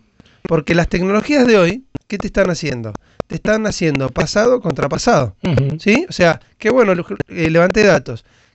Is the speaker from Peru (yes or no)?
no; Argentina; Poco dato, mucha opinión, somos los argentinos.